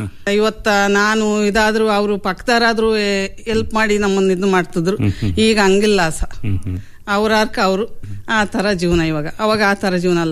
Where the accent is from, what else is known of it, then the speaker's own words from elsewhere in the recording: Koratikere, Karnataka, India; ತವರು ಮನೆ ಕೊರಟಿಕೆರೆ ಸರ್, ಹೊಸದುರ್ಗ ತಾಲೂಕೆ.